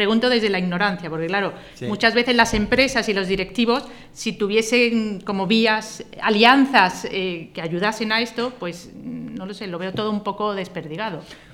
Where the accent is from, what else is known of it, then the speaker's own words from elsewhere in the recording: Andalusia, Spain; Pero yo soy andaluza, es que en Andalucía ahora mismo